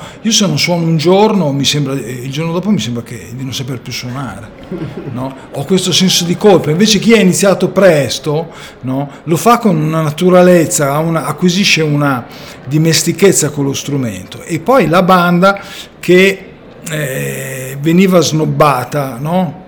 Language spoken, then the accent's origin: Italian; Milan, Lombardy, Italy; a Milano, sono milanese di origine, il conservatorio non c'era.